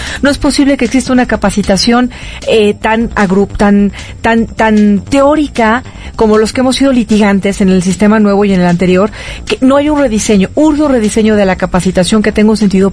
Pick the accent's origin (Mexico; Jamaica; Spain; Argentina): Mexico; Como ciudadana mexicana, te quiero decir, corazón